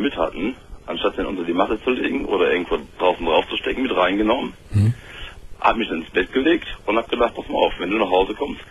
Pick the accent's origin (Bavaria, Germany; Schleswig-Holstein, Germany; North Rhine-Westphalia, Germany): North Rhine-Westphalia, Germany; Engelskirchen; Und da war es einfach so, ich komme aus Engelskirchen.